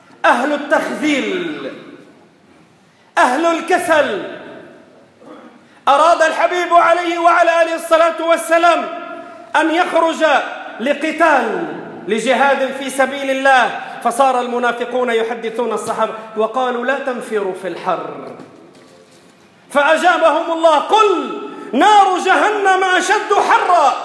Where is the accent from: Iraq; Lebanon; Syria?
Lebanon; والمسألة تحتاج عندنا بلبنان بالتحديد لشوية ربط جأش وصبر